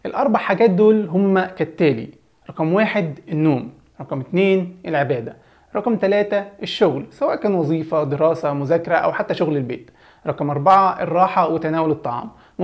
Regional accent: Egypt; عندنا في مصر بيقولوا إن حتى غير المسلمين بيحبوا رمضان،

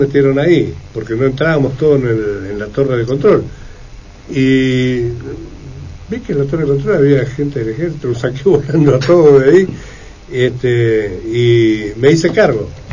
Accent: Argentina; todos somos argentinos.

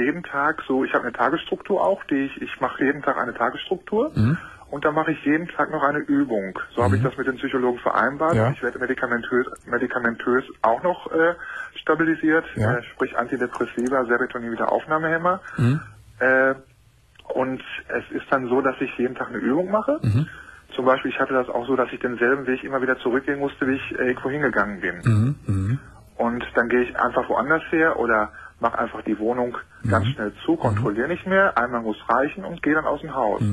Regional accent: Hamm, North Rhine-Westphalia, Germany; Und ich komme aus Hamm, Westfalen.

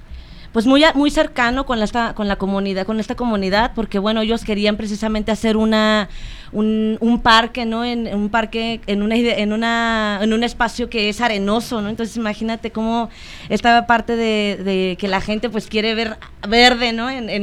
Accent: Ciudad Juárez, Chihuahua, Mexico; born there; soy, bueno, nací en Ciudad Juárez. Mi familia está ahorita en Ciudad Juárez

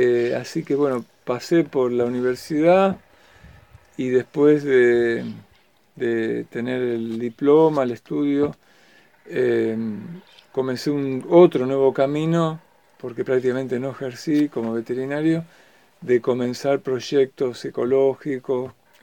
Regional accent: San Martín, Buenos Aires Province, Argentina; born there; Nací en el Gran Buenos Aires, en el partido de San Martín. En las afueras de Gran Buenos Aires, ¿no? De la ciudad de Buenos Aires.

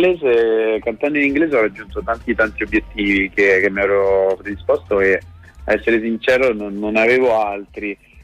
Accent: Rome, Lazio, Italy; Vengo da Roma.

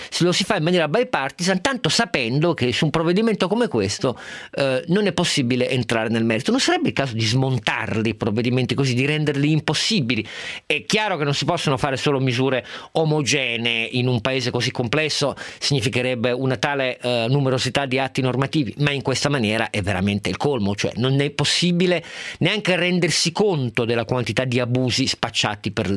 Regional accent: Turin, Piedmont, Italy; io che sono torinese

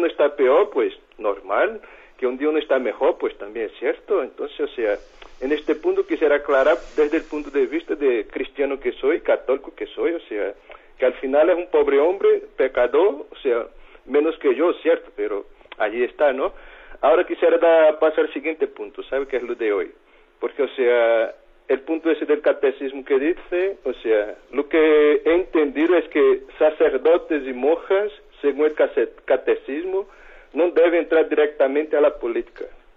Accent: Brazil; Spanish is a second language; now in Burgos, Spain; allí en Latinoamérica, yo soy brasileño, ¿eh?, vivo en Burgos

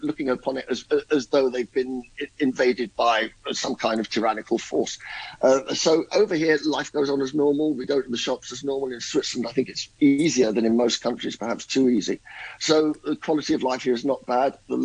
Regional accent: England, United Kingdom; For myself as an Englishman, I would only say this.

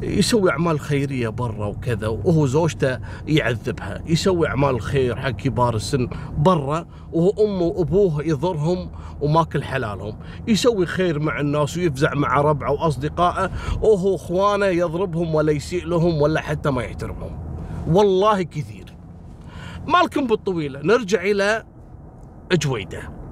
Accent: Kuwait; accent: Kuwaiti; بلهجتنا الكويتية

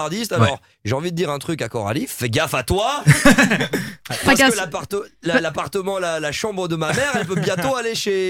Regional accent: Belgium; Ils vivent chez nous en Belgique, hein.

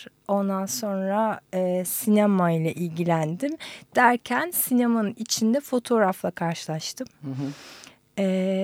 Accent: Istanbul, Turkey; İstanbul doğumluyum. Hı-hı. İstanbul'da büyüdüm.

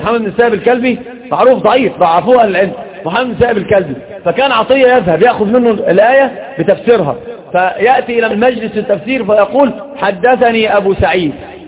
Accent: Egypt; سيب بورسعيد دي في القاهره يعني عندنا في مصر

